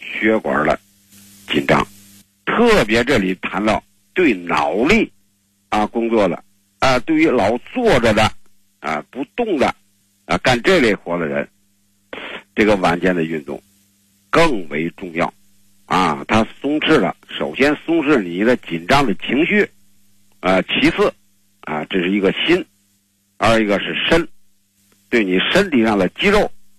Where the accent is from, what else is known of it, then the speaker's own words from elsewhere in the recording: China; 你像我们中国人这个吃饭啊